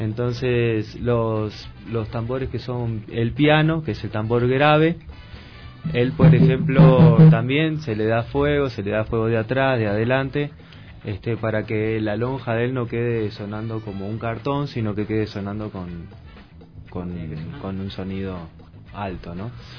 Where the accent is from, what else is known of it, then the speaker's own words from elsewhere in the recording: Uruguay; now in Ecuador; yo vengo del Uruguay, ¿no?